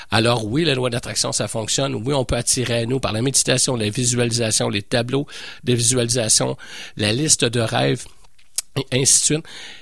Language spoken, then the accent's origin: French; Montreal, Quebec, Canada; je suis Montréalais, mais j'adore Québec.